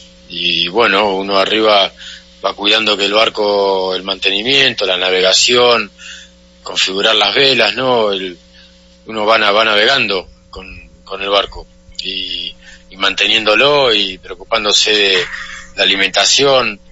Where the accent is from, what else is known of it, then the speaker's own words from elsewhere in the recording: Mar del Plata, Buenos Aires Province, Argentina; Estoy en Argentina, bueno, aquí de donde soy yo, en Mar del Plata. Estamos sobre la playa, en el océano.